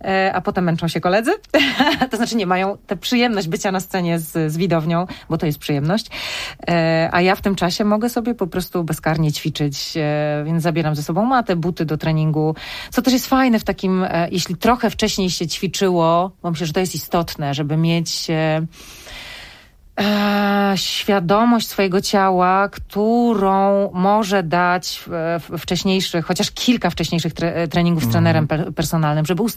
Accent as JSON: {"language": "Polish", "town": "Mikołów", "region": "Silesian Voivodeship", "country": "Poland", "tie": "born there", "said": "W Mikołowie, tam gdzie ja, w szpitalu, w którym ja się urodziłam"}